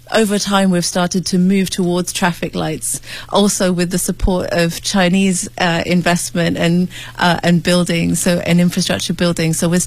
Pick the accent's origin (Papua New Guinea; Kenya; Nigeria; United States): Kenya; Nairobi; Well, I grew up in Nairobi, and obviously if you go out about an hour from Nairobi, you'll find some of the wild animals.